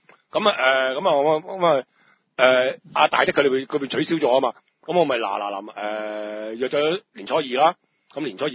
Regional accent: Hong Kong; 咁樣除咗我哋香港人要簽入境申報啦

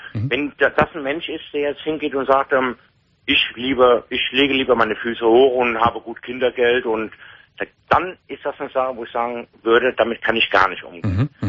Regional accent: Cologne, North Rhine-Westphalia, Germany; ich komme aus Köln.

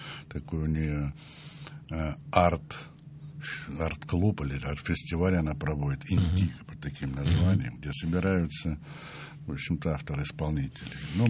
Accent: Moscow, Russia; Я все-таки коренной москвич.

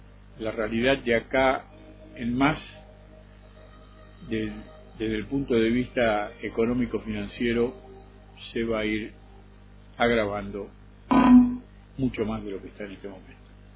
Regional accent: Argentina; now in Bogotá, Colombia; Y me siento bien, nunca me sentí agredido, inclusive me siento respetado, ¿no? Como argentino.

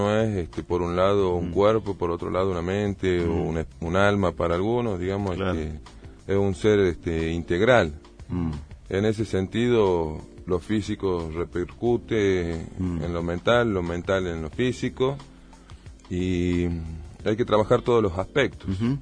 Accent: Buenos Aires, Argentina; born there; moved away; He nacido en Buenos Aires en una época conflictiva del país, en el 76. Y después, por una serie de razones y de profesión de mi papá, viajé en diferentes lugares. La última parada fue Tucumán.

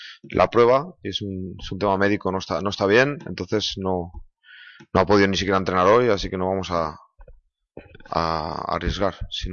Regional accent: Valladolid, Castile and León, Spain; yo soy de Valladolid, me siento de Valladolid, y bueno, pues volver a casa

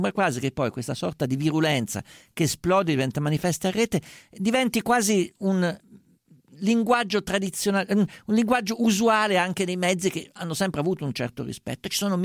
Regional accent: central Italy, Italy; non sono certo uno che ci va liscio, essendo umbro toscano

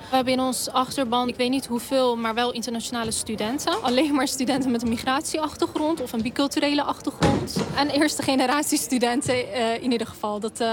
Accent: Netherlands; born there; Mijn ouders komen beide uit Turkije. Ik heb een Turkse kom af dus. Ik ben zelf geboren in Nederland.

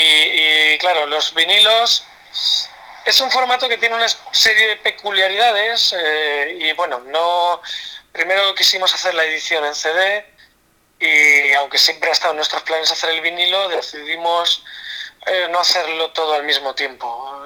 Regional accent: Las Pedroñeras, Castilla-La Mancha, Spain; que es un diseñador amigo mío de mi pueblo, de Las Pedroñeras.

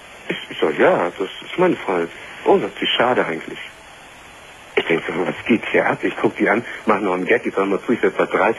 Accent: Lübeck, Schleswig-Holstein, Germany; du kommst doch nicht unbedingt hier aus Norddeutschland, also ich komme aus Lübeck.

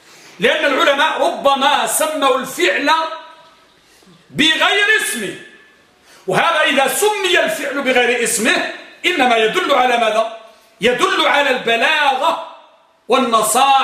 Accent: Morocco; الملقب عندنا بالمغرب الملقم تلقيمة، يعني لقب

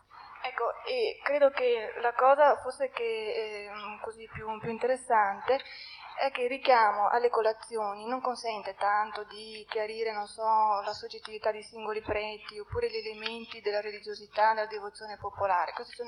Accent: Verona, Veneto, Italy; vengo da Verona.

